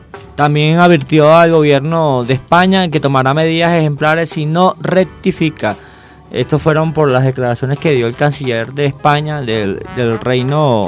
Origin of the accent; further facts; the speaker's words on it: Venezuela; como todos los venezolanos debemos convivir en este país, porque al final todos somos venezolanos